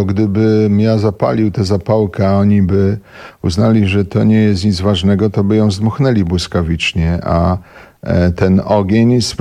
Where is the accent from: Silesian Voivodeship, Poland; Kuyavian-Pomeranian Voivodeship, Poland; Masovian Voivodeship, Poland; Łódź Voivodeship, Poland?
Silesian Voivodeship, Poland; moved away as an adult; Wiesz co, jak wyjechałem ze Śląska, to było intensywniejsze, nie?